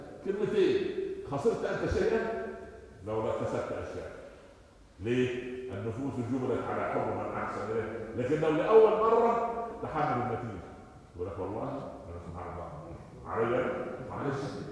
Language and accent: Arabic; Upper Egypt, Egypt; عندنا في الصعيد يقول لك ام الطفل كذابه